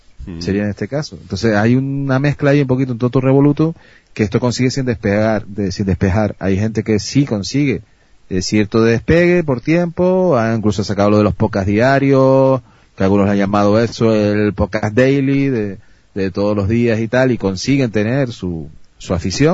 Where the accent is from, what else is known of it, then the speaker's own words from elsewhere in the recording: Canary Islands, Spain; quitando que yo soy canario y me cuesta hasta pronunciar más la S